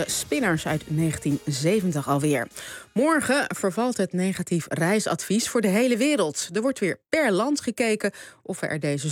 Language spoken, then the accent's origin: Dutch; Netherlands; Zijn wij Nederlanders daar alweer welkom?